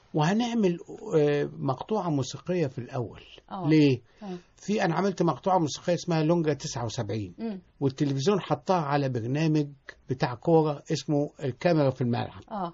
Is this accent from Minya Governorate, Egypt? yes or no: no; Tanta, Gharbia, Egypt; ولان انا طبعا من طنطا اصلا